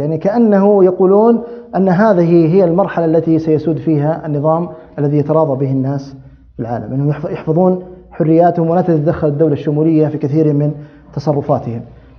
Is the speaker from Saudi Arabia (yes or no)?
yes; Saudi Arabia; عندنا في السعودية